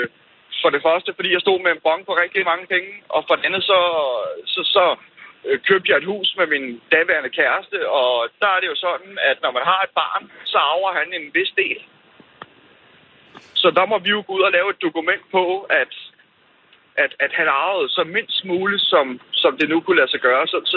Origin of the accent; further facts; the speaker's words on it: Zealand, Denmark; så var både hun i Sønderjylland, og jeg er fra Sjælland.